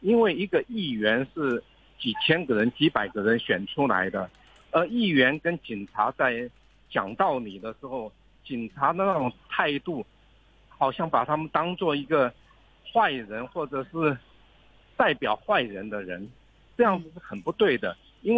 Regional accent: Taiwan; Chinese is a second language; now in Hong Kong; 我係台灣人啊。

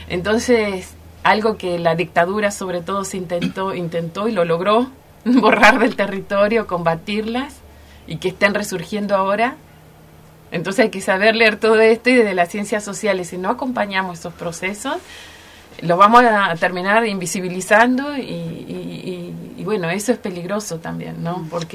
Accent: Gobernador Costa, Chubut, Argentina; siempre he dicho que soy de Gobernador Costa, porque en realidad nunca me fui de Gobernador Costa.

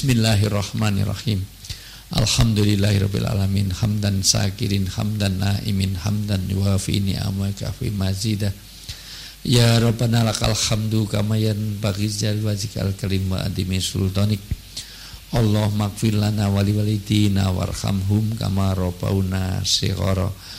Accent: Yogyakarta, Special Region of Yogyakarta, Indonesia; saya pribadi dan selaku warga Jogja yang banyak meninggalkan Jogja, banyak di Jakarta, banyak di semuanya

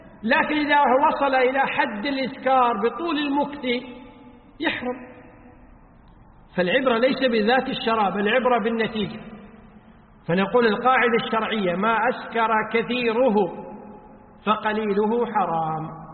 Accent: Kuwait; وقد صدر فتوى بهذا الشأن من وزارة الأوقاف عندنا في الكويت

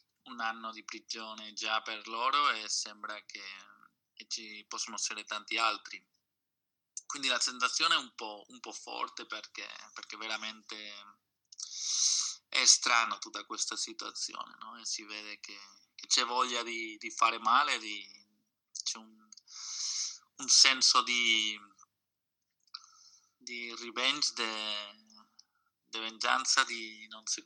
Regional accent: Barcelona, Catalonia, Spain; Italian is a second language; sono di Barcellona, sociologo, attivista sociale anche della CUP.

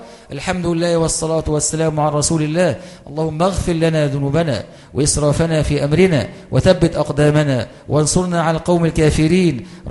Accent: Egypt; التي أصابت بلادنا مصر في هذه الأيام

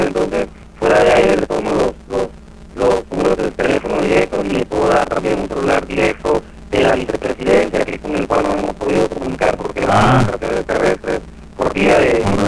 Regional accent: El Salvador; Nosotros acá, como salvadoreños, como miembros del gobierno

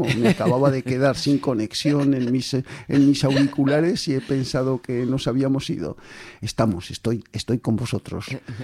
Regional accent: Zaragoza, Aragon, Spain; que yo también soy de aquí, Mañicó. Y Zaragoza las acentúo todas

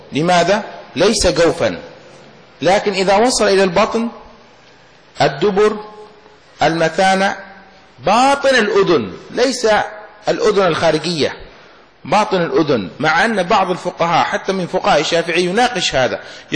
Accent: Yemen; مثل هذه ما يسمى عندنا في اليمن المداعة، الشيشة

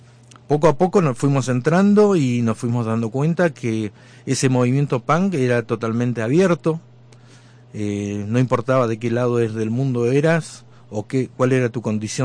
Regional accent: Bariloche, Río Negro, Argentina; éramos hijos de obreros en los barrios altos barilochenses. Precisamente yo soy del San Seferino, el glorioso San Seferino.

